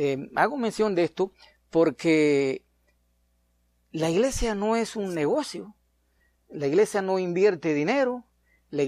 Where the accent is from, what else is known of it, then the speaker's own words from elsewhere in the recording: Cuba; le pasó a un gallego allá en mi país, en Cuba.